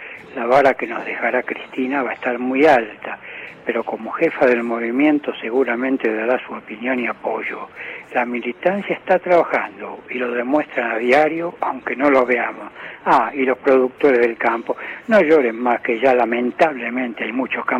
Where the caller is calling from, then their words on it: Buenos Aires, Argentina; de Devoto.